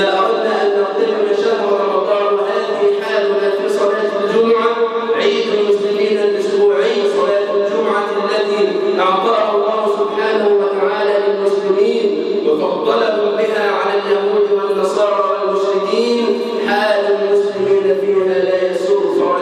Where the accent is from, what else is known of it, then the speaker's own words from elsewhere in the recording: Egypt; اللهم اجعل بلدنا مصر امنا امانا سخاء رخاء